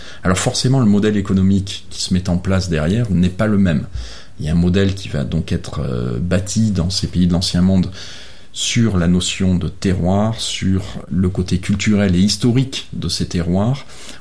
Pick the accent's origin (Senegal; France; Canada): France; en tant que Français, j'ai du mal à le dire comme ça